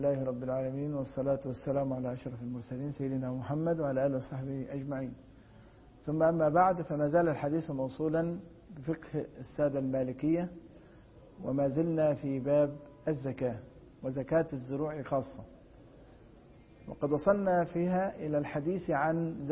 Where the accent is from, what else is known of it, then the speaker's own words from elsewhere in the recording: Egypt; عندنا في مصر حب الفجل الأحمر الأبيض لا زيت له